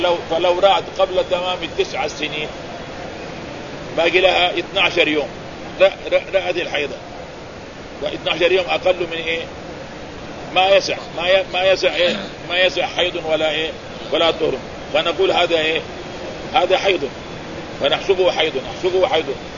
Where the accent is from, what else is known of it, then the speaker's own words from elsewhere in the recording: Mecca, Makkah Province, Saudi Arabia; وهذا حصل عندنا في مكة